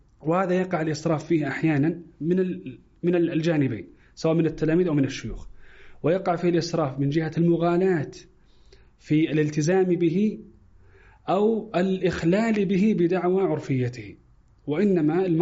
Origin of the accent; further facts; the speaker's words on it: Saudi Arabia; يختلف مثلا طلب العلم مثلا عندنا في السعودية وفي الخليج